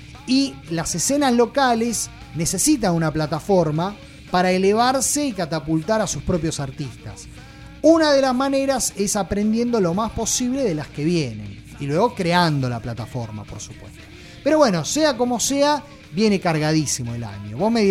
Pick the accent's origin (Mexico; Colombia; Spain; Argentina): Argentina; a mí como ciudadano argentino, si llego a tomar un terreno, a mí no me preguntan